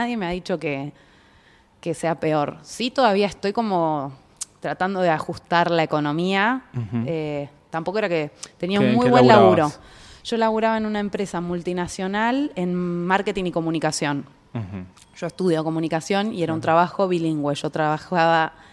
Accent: Trelew, Chubut, Argentina; lo hice en Trelew, que es de donde soy.

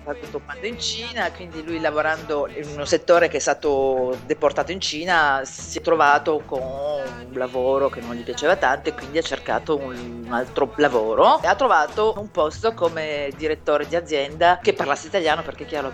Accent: Turin, Piedmont, Italy; now in France; sono di Torino.

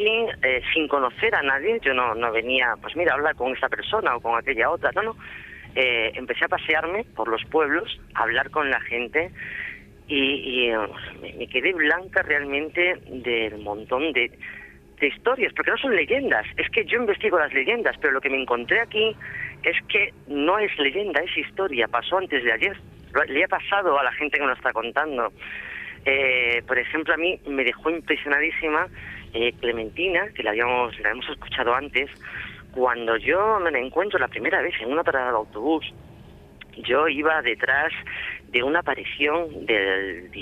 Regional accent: Extremadura, Spain; soy extremeña, adoro mi tierra, es una tierra muy rica, como tú sabes, en tradiciones

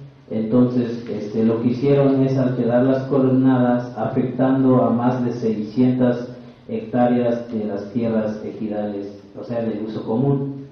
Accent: Bachajón, Chiapas, Mexico; Spanish is a second language; Sebastián Bachajón, un pueblo indígena central. Es uno de los ejidos más grandes. Se ubica geográficamente en la zona norte.

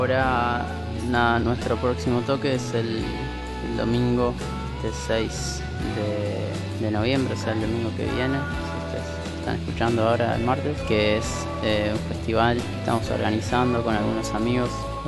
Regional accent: Montevideo, Uruguay; Somos una banda de Montevideo, Uruguay. Se puede decir que somos de La Comercial, del barrio La Comercial. Más o menos todos nos conocimos en las inmediaciones del barrio

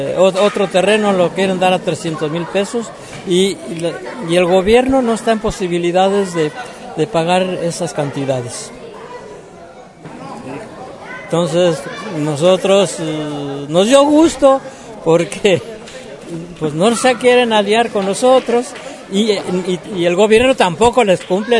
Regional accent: Temacapulín, Jalisco, Mexico; vengo de Macapulín, donde tenemos el problema de la presa del Zapotillo

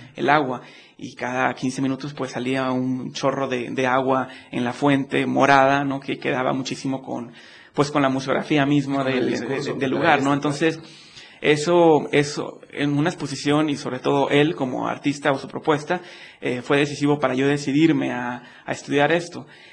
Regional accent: Monterrey, Nuevo León, Mexico; Sí, soy de Monterrey.

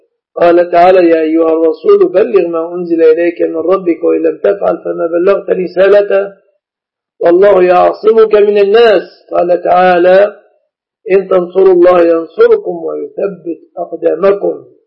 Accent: Egypt; بلادنا مصر

